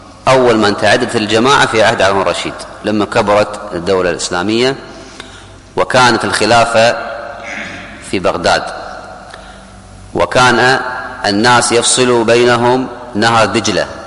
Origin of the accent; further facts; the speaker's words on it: Kuwait; حتى عندنا في الكويت في قبل 30-40 سنة اللي أذكر